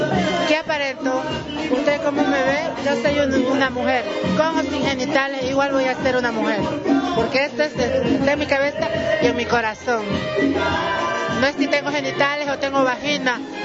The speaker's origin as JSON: {"language": "Spanish", "region": "Santa Cruz", "country": "Bolivia", "lives_now": "La Paz, Bolivia", "said": "No, soy camba, pero resido acá."}